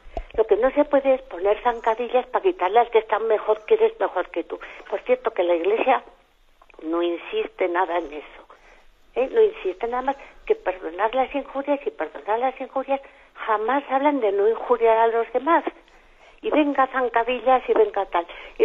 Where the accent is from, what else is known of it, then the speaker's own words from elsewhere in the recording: Pamplona, Navarre, Spain; de Pamplona